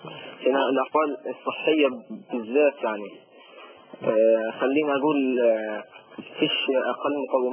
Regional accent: Gaza, Gaza Strip, Palestine; الطيران الاسرائيلي ما بيسقطش عن الهواء عندنا في غزه،

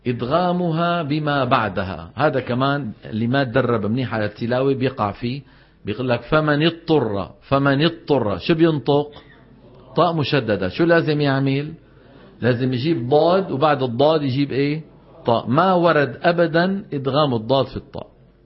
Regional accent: Syria; تبهنا شلون، خاصة عندنا في الشام بيقول لك الجبال أولئك أصحاب الجنة

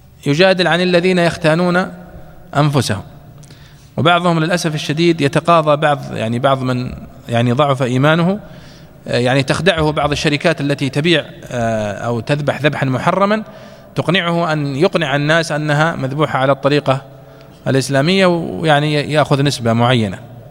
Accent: Saudi Arabia; والأصل مثلا عندنا في السعودية مثلا هنا أنه لا يستورد

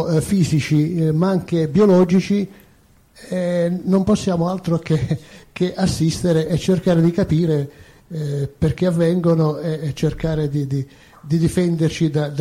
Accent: Apulia, Italy; now in Rome, Italy; Io quando sono venuto a vivere a Roma dalla Puglia

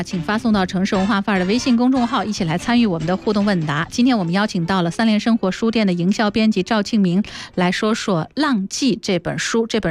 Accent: Fujian, China; 因为我是个福建人。

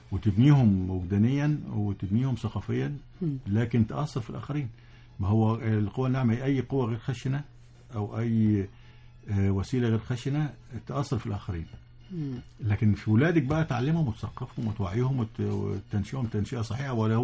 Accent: Egypt; في تونس كنا بنمشي يعني العيال الصغيرين يعرفوا ان احنا مصريين،

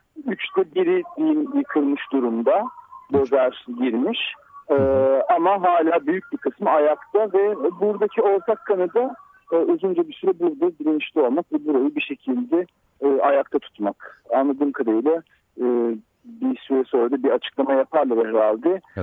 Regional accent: Tuzla, Istanbul, Turkey; ben Tuzla'da büyüdüm. Yani aslında yani çocukluğum Tuzla'da geçti

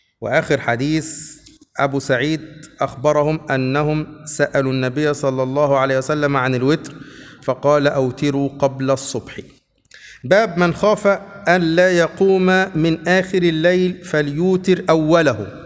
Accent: Upper Egypt, Egypt; كلمة بنقولها عندنا في الصعيد على فكرة إلى الآن

